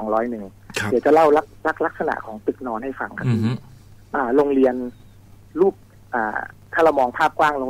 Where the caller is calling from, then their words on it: Bangkok, Thailand; อยู่แถววัชรพลครับผม